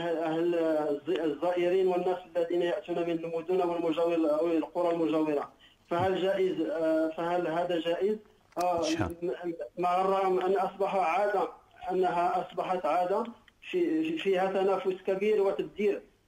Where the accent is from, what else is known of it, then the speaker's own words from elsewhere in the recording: Morocco; السؤال الثالث، عندنا في المغرب عندما يموت الشخص